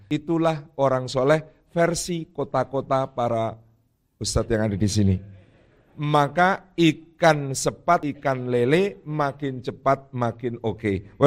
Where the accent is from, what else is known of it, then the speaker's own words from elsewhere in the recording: Yogyakarta, Special Region of Yogyakarta, Indonesia; Kemudian saya dari Jogja